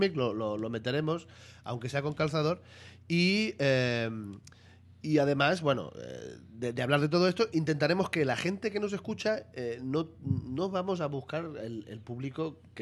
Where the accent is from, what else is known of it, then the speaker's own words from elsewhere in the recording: Barcelona, Catalonia, Spain; Yo vengo de Barcelona y mi introducción al mundo de los cómics fue ya desde pequeñito.